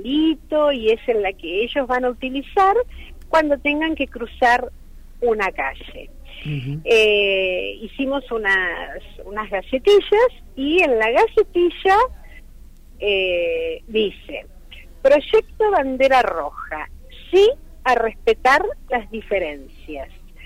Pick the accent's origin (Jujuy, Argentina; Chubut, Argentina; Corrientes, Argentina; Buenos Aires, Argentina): Buenos Aires, Argentina; yo, que soy de la Ciudad Autónoma de Buenos Aires